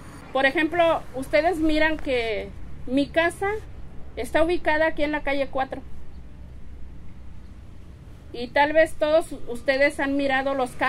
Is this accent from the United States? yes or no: yes; Santa Ana, California, United States; porque yo soy de Santana y desgraciadamente acá las rentas están muy caras, no hay un control de renta y me están obligando a irme de Santana, y no me quiero ir de Santana.